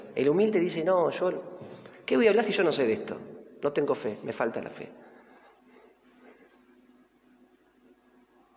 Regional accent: Flores, Buenos Aires, Argentina; Y porque nació en Flores, donde yo nací. Los primeros años fueron en Flores, yo también.

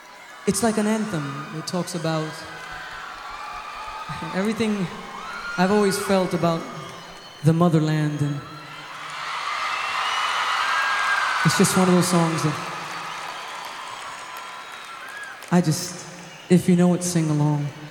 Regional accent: New York, United States; being born and raised in New York, I'm so proud to be American, but I'm proud to be Puerto Rican.

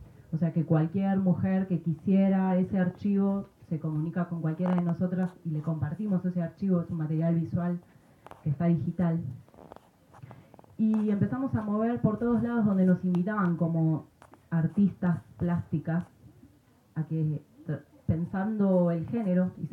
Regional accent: Buenos Aires, Argentina; De donde vengo, Argentina, de Buenos Aires, venimos haciéndole eco a la convocatoria

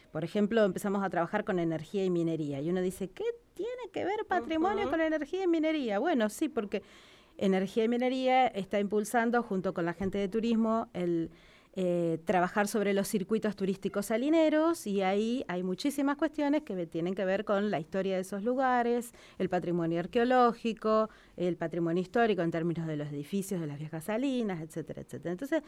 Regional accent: La Pampa, Argentina; nos representa como pampeanos, uh-huh, como argentinos, como victoriquenses, como santarroseños.

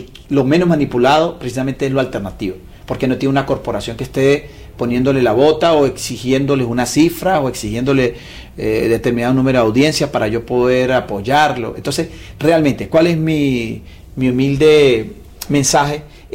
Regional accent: Venezuela; de lo que a nosotros nos compete como venezolanos

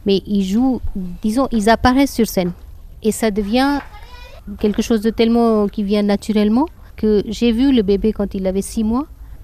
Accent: North India, India; first language Hindi; French is a second language; Non, je ne parle pas Telugu parce que moi, je suis du nord de l'Inde. Et ma langue maternelle, c'est le hindi. Je peux un tout petit peu comprendre quand on parle Telugu, mais je ne peux pas tenir une conversation.

